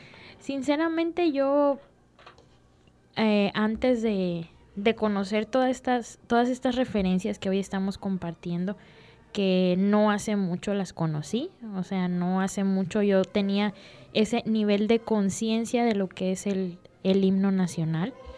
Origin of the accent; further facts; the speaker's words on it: Mexico; lo que el himno nacional debe significar para todos nosotros como mexicanos.